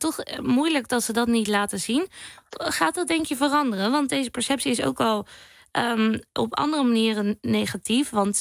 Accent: Zoeterwoude, South Holland, Netherlands; Ik kom zelf bijvoorbeeld uit Zoeterwoude. Dat is een boerendorp, even tussen haakjes, tegen Leiden aan.

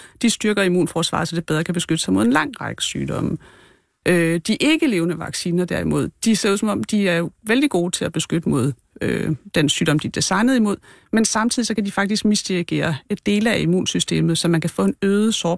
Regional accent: Region of Southern Denmark, Denmark; Nej, jeg er en pige fra Fyn, så nej.

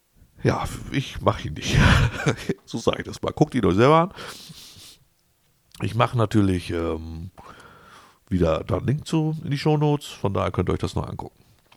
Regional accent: Wolfsburg, Lower Saxony, Germany; Ich komme aus der Region Wolfsburg und so weiter.

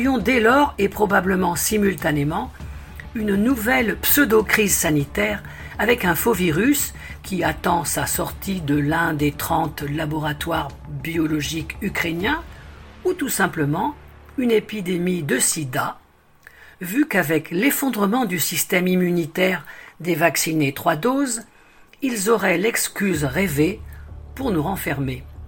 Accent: Belgium; comme chez nous en Belgique avec la loi pandémie

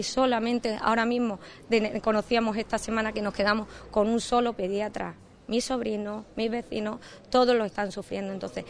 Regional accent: Ubrique, Andalusia, Spain; decía anteriormente a los compañeros, como ubriqueña, cuando vengo y echo la vista atrás y veo que mi pueblo en dos décadas ha cambiado apenas nada.

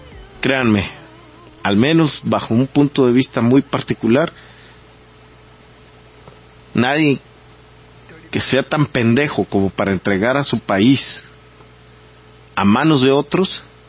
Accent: Mexico; tenemos que, como mexicanos, no dejarnos llevar tampoco por la desconfianza

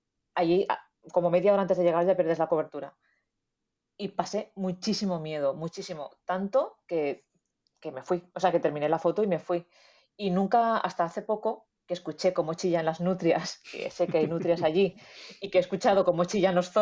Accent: Venta del Moro, Valencian Community, Spain; Mi pueblo es Venta del Moro y está allí.

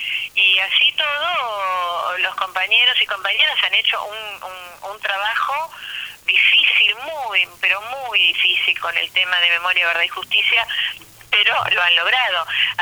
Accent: Buenos Aires, Argentina; yo me acuerdo cuando viví acá, porque yo, si bien soy porteña, en los años 70 con mi pareja vivíamos acá

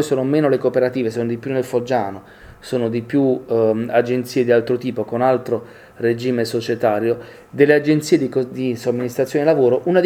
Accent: Apulia, Italy; Io vengo dalla Puglia, un'area importante per l'agricoltura nazionale che è il sud-est barese

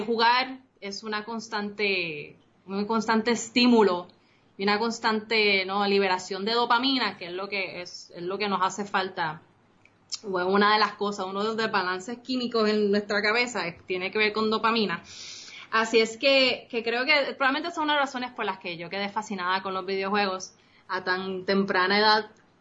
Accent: Puerto Rico; accent: Costa Rican; also born or lived in Costa Rica; yo soy costarricense, yo nací en Costa Rica, tengo toda una vida viviendo en Puerto Rico, pero si mi acento suena medio extraño a veces, porque de momento se me sale la pronunciación costarricense.

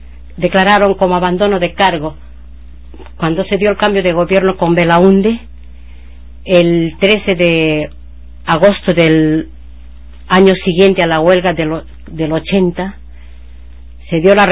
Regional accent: Peru; quisiera primero saludar como peruana, también como parte del pueblo

